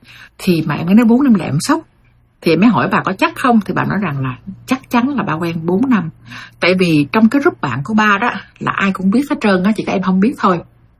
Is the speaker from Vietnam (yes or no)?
no; United States; Em bỏ qua rất là dễ bởi vì em lớn lên ở Mỹ và em hiểu cái người già cô đơn